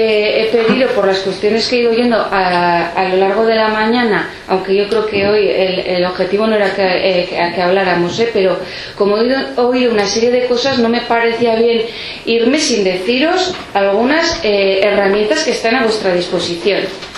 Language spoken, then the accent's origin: Spanish; Pamplona, Navarre, Spain; now in Bidasoa, Spain; yo también soy neorrural. Yo soy de Iruña, pero elegí vivir en un pueblo también en la misma comarca que Izaskun, en el Bidasoa.